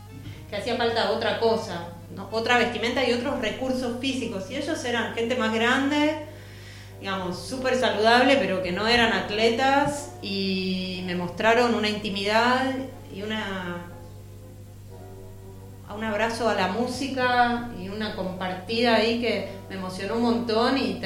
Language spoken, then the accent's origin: Spanish; Buenos Aires, Argentina; born there; Nací en Buenos Aires, sí.